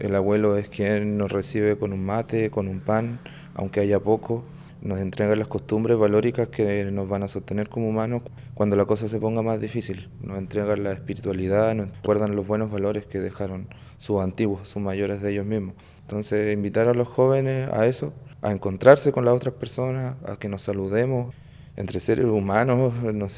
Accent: Ancud, Los Lagos, Chile; born there; educador tradicional de la escuela rural de Quilquico y nací en Ancud, en el sector de Pudeto Bajo.

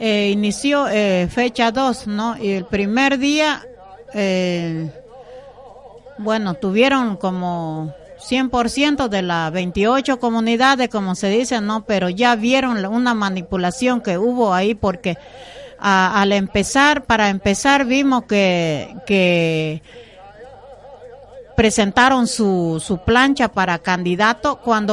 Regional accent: Bolivia; somos, sí, bolivianos también

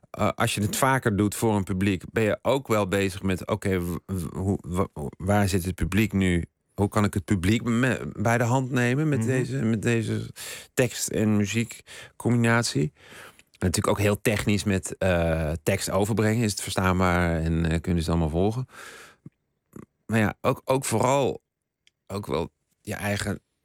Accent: Eindhoven, North Brabant, Netherlands; Ik kwam uit Eindhoven, dus daar had je nog een hoop.

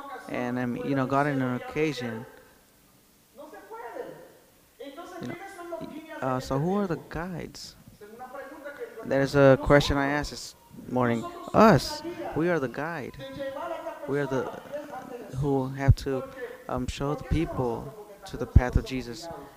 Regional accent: New York City, New York, United States; I was raised there in Brooklyn.

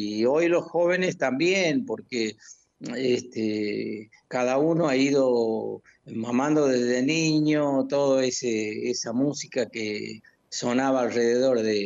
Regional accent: Santiago del Estero, Argentina; para representar a nuestro lugar, a nuestra provincia, a Santiago y a su gente, a su pueblo, ¿no? A mi pueblo

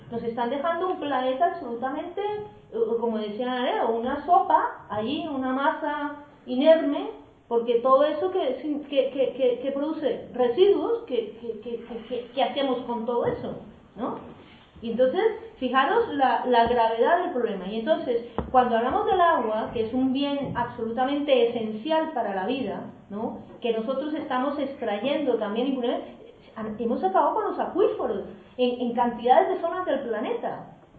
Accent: Colombia; yo vengo de Colombia y allí se está extrayendo de todo: uranio, níquel, oro, de todo.

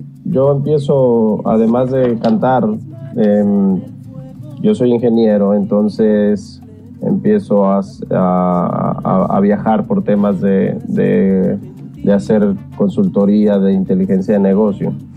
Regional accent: Mexico City, Mexico; now in Dominican Republic; Efectivamente, soy mexicano, mexicano del Distrito Federal

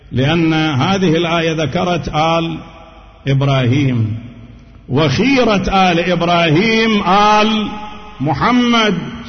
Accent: Najaf, Najaf Governorate, Iraq; كما كان عندنا في النجف

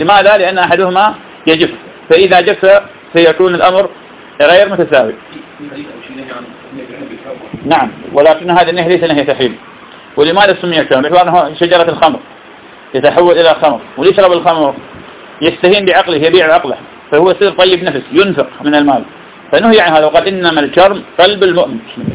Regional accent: Iraq; هذا موجود عندنا في العراق

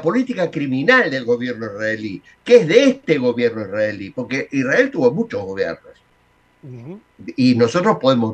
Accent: Argentina; pero bueno, sí, soy argentino.

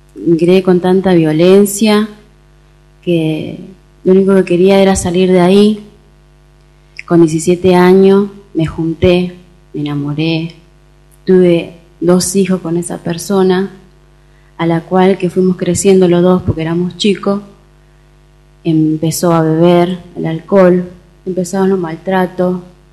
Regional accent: Entre Ríos, Argentina; moved away; poco contacto con mi familia, porque como me vine de Entre Ríos, estaba aislada de todo.

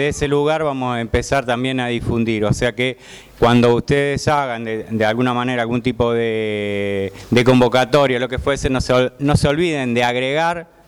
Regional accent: Córdoba, Argentina; en el caso de la compañera que viene de Neuquén o yo que vengo de Córdoba

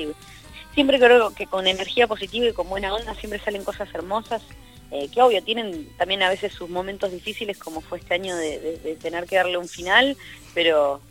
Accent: Santa Fe, Argentina; now in Buenos Aires, Argentina; 6 años, serán 5. En realidad, desde que me mudé por primera vez a Capital Federal, ya que yo soy de Santa Fe.

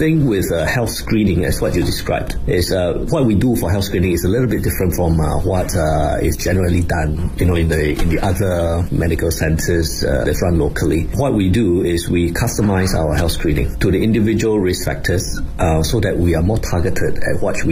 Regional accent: Singapore; I'm from Singapore.

